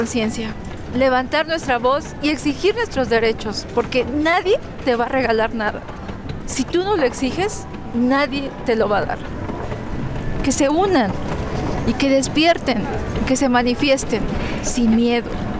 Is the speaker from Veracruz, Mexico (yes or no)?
yes; Veracruz, Mexico; Yo soy de Veracruz, mi esposo es de Oaxaca y mi hijo pues ya es de Feño.